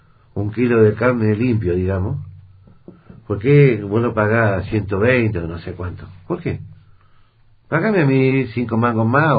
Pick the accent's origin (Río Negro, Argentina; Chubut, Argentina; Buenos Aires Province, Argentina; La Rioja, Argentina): Río Negro, Argentina; Viedma; yo soy nacido y criado en Viedma, ¿sí? Vengo de generaciones y generaciones de viedmenses en mi familia. Y sinceramente hay veces que no me siento viedmense.